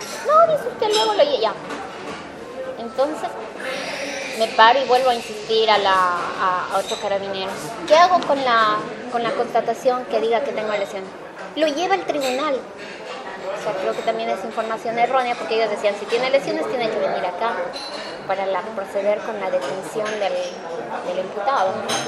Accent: Ecuador; now in Concepción, Chile; es porque soy ecuatoriano

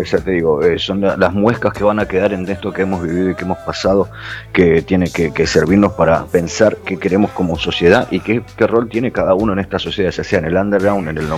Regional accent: Buenos Aires, Argentina; moved away; me dejé una biografía en Argentina porque no tenía más espacio en la mochila para venirme, en el cayuco que me vine de Buenos Aires.

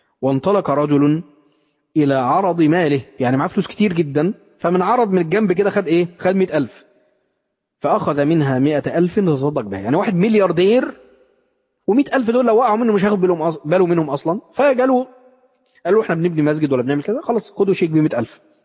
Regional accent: Mansoura, Dakahlia, Egypt; يعني عن واحد من المشايخ عندنا في المنصورة

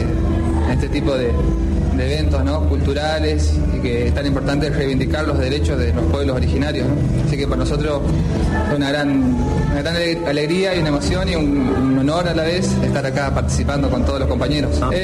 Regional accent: Villa Minetti, Santa Fe, Argentina; soy de Villa Minetti, el noroeste de la provincia de Santa Fe.

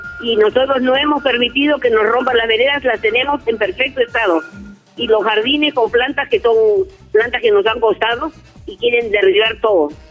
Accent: La Perla, Callao, Peru; Ya, somos de acá de La Perla.

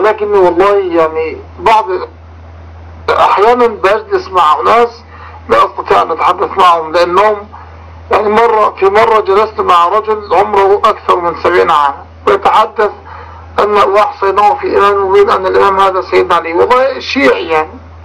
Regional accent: Egypt; $5 مليون مبلغ ضخم جدا بالنسبة لنا كمصريين، لأن الدولار عندنا الآن تقريبا وصل إلى 20 جنيه

